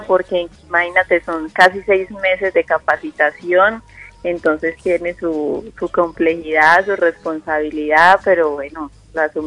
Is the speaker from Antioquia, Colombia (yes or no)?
yes; Chigorodó, Antioquia, Colombia; also born or lived in Medellín; Sí, 22 años, de la ciudad de Medellín, pero me crié en Chiguro, en Urabá, Antioquia.